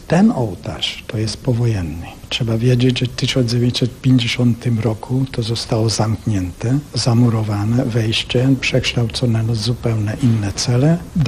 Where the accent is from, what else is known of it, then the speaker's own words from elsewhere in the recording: Hungary; Polish is a second language; ja jestem Węgrem, ale nauczyłem się tego ludzkiego języka.